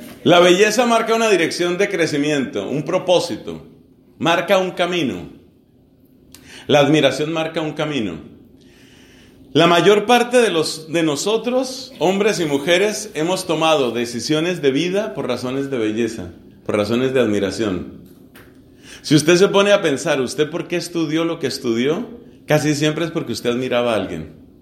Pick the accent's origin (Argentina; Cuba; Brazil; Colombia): Colombia; Entonces hicieron una encuesta en mi país. Soy colombiano. Hicieron una encuesta en mi país